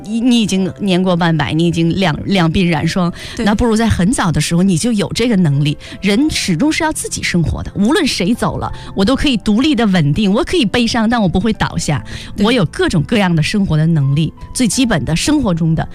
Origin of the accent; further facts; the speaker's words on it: Northeast China, China; 我觉得因为我是东北人，我爱吃家乡的大米。